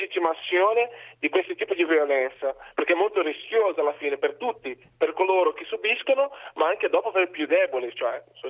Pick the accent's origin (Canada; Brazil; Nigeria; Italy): Brazil; Italian is a second language; Io sono brasiliano.